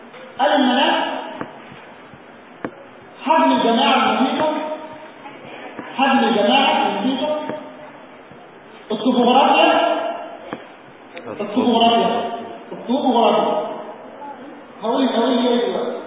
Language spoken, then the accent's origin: Arabic; Egypt; يا جماعه عندنا في مصر يقول لك استاذ ايه كويس.